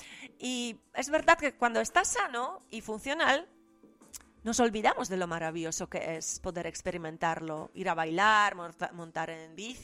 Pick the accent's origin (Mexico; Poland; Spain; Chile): Poland; Yo vengo de Polonia socialista, ¿sabéis?